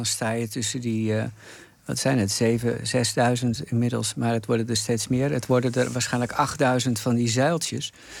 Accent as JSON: {"language": "Dutch", "country": "Netherlands", "said": "Dat ik uit Nederland kom?"}